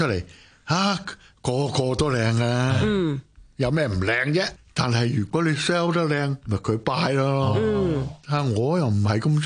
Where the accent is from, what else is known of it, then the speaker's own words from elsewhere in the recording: China; 我中国人，英文唔系我母语